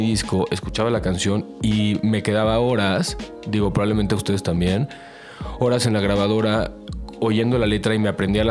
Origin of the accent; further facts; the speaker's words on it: Tijuana, Baja California, Mexico; also born or lived in Chula Vista; yo también nací allá, nací en Chula Vista, crecí en Tijuana, como que era toda esta mezcla.